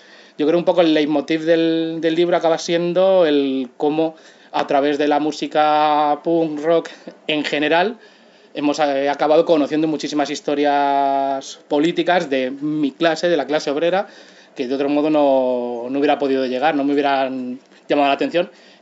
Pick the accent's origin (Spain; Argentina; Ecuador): Spain; Pinto, Community of Madrid; una radio comunitaria en mi pueblo, en Pinto